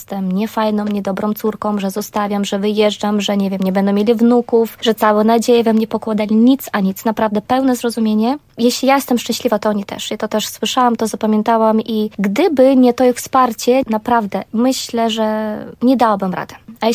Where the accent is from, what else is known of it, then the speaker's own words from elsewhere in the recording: Belarus; Ja pochodzę z Białorusi. Jestem prawdziwą Białorusinką. Jak ktoś mi się pyta, czy mam korzenie polskie, zawsze mówię, jestem czystej krwi i kości Białorusinka.